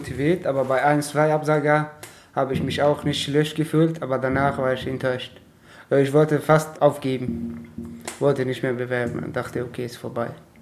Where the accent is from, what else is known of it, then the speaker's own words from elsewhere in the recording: Afghanistan; German is a second language; now in Germany; Afghanistan.